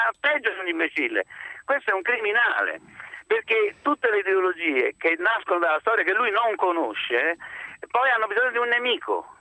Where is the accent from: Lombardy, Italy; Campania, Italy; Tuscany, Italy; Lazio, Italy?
Campania, Italy; Naples; io come napoletano, come studioso e come cineasta napoletano